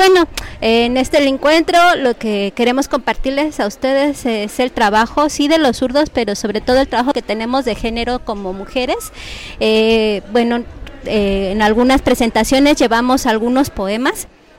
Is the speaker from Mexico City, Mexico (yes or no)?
no; Ecatepec de Morelos, State of Mexico, Mexico; now in Nezahualcóyotl, Mexico; yo viví la mayor parte de mi niñez en Ecatepec de Morelos, que también es un municipio muy difícil y muy con muchas problemáticas.